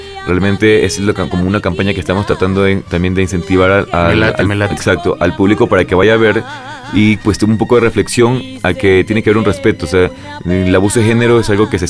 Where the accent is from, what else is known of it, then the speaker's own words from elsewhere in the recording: Ecuador; now in Mexico; Yo soy ecuatoriano, tengo poco tiempo aquí en México. Yo ya vengo pues con 9 años de carrera actoral allá en mi país.